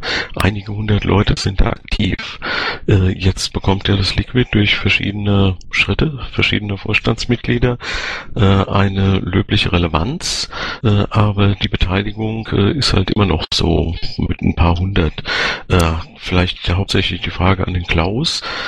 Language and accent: German; Baden-Württemberg, Germany; Also ich komme aus Baden-Württemberg.